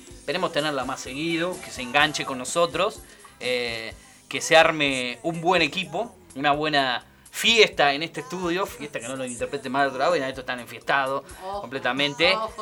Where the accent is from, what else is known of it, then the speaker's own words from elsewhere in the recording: Buenos Aires Province, Argentina; Yo no soy porteño, yo soy bonaerense.